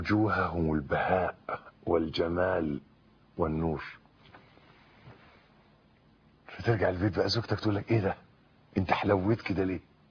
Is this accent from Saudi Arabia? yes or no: no; Egypt; شجر النبق ده عندنا في مصر، أنا مش عارف شجر النبق ده في العالم